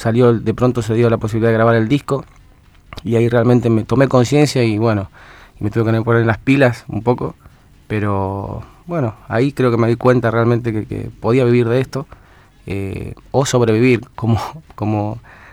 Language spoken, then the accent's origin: Spanish; Punta Alta, Buenos Aires Province, Argentina; now in Buenos Aires, Argentina; yo me vine a Buenos Aires, allá desde Punta Alta, y empecé acá a trabajar así en lugares donde tocaba la guitarra también y cantando.